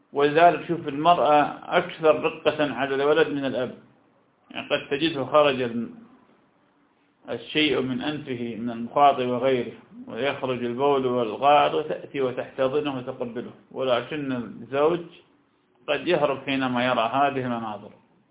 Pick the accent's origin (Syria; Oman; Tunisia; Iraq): Iraq; accent: Iraqi; لكن أيضا يسمى نقوع بلهجتنا العراقية